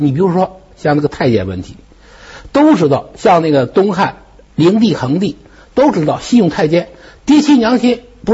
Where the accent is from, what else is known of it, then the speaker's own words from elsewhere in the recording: China; 其实我们中国人的健忘